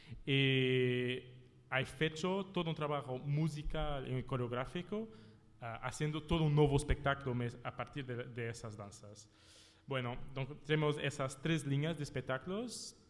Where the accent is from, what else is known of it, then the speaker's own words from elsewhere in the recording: Minde, Santarém District, Portugal; Spanish is a second language; llegamos al centro en mi pueblo. En la realidad, los centros del festival es una pequeña, no es ciudad, ¿cómo se llama? Es un pueblo, sí, que tiene 4.000 habitantes. Es esta ciudad, Minde